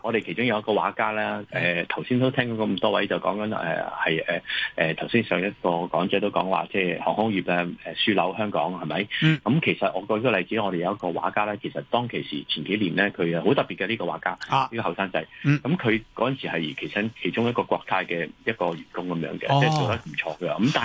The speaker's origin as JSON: {"language": "Cantonese", "region": "Guangdong", "country": "China", "said": "我哋繁体字嘅招牌嗰啲咧，即系我哋广东人。"}